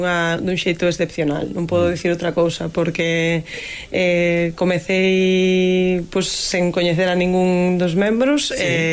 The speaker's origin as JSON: {"language": "Galician", "town": "Lugo", "region": "Galicia", "country": "Spain", "said": "Pues mira, eu son de Lugo."}